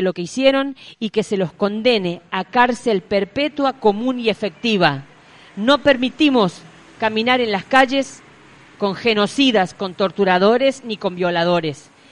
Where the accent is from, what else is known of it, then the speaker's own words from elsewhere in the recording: La Rioja, Argentina; exigimos como riojanos que se investigue dónde están los bebés de los desaparecidos